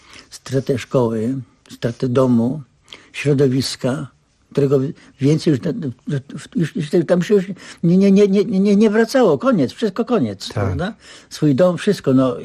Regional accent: Nowa Wieś, Greater Poland Voivodeship, Poland; born there; Ja się urodziłem w Nowa Wieś, powiat Szamotuły.

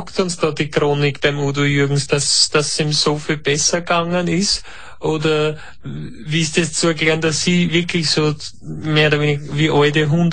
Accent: Austria; Bei uns in Österreich sagt man ja Tischler.

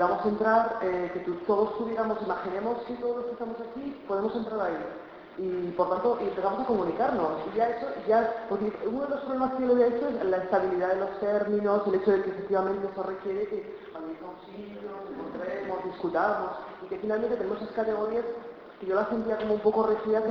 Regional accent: Burgos, Castile and León, Spain; born there; yo nací en Burgos

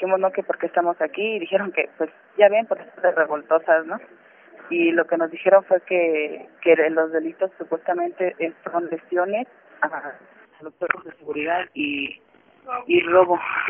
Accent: Mexico City, Mexico; No, yo soy del Distrito Federal.

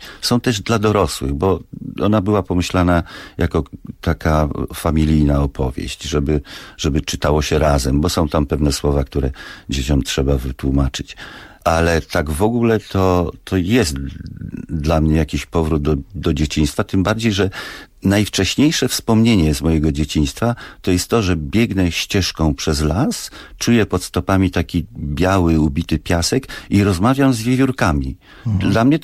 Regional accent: Masovian Voivodeship, Poland; born there; jestem dzieckiem lasu. Nie boję się tak siebie nazwać, bo ojciec był nadleśniczym i urodziłem się w Puszczy Kozienickiej.

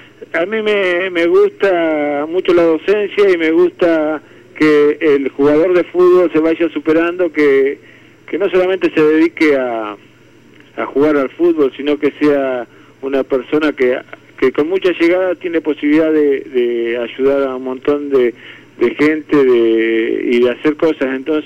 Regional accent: Rawson, Chubut, Argentina; born there; Estoy en el lugar donde nací, es en Rawson, Chubut, es una provincia patagónica del sur, y estamos a la altura más o menos de Osorno, de Puerto Montt, pero en la costa, digamos, en el Atlántico.

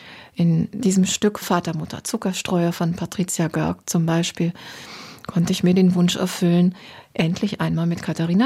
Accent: Osnabrück, Lower Saxony, Germany; born there; moved away as an adult; also born or lived in Tübingen / Berlin; Ich bin geboren in Norddeutschland, in Osnabrück, bin dann zum Studium nach Tübingen gegangen, möglichst weit weg. Ich wollte was erleben, ein bisschen weg aus der norddeutschen Tiefebene, habe Philosophie und Germanistik studiert, bin dann nach 2 Jahren in die Großstadt nach Berlin

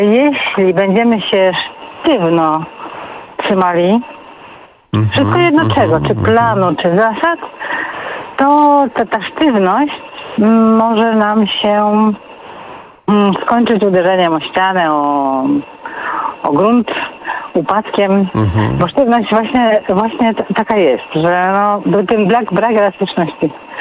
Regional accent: Greater Poland Voivodeship, Poland; Ja byłam bardzo pilną uczennicą, dzieckiem będąc, Wielkopolanka.

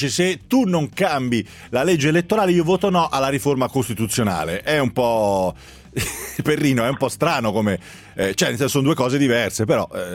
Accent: Pisa, Tuscany, Italy; io perché io sono pisano, è vero

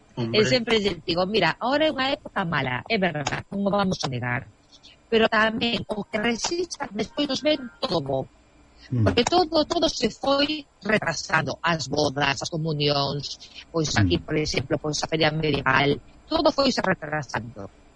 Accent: Galicia, Spain; Pero bueno, pero nós como galegos ou os españoles en general somos moi dados

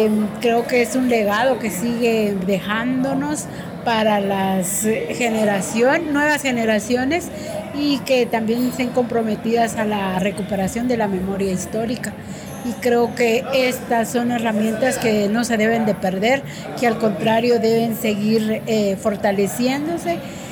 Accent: San Cristóbal Verapaz, Alta Verapaz, Guatemala; soy originaria de San Cristóbal Alta Verapaz, de la región Pocomchín.

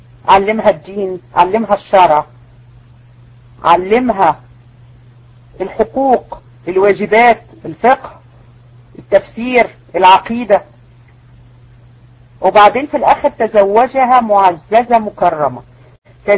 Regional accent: Egypt; احنا عندنا في مصر الناس تكره الزوجة التانية

